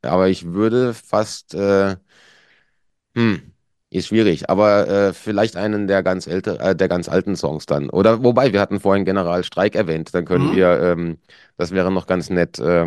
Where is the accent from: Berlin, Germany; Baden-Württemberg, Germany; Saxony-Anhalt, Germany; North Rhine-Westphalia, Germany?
Baden-Württemberg, Germany; now in Switzerland; Also landschaftlich war es da im süddeutschen Black Forest, ja, Schwarzwald, wo ich herkomme, war es jetzt auch nicht hässlich.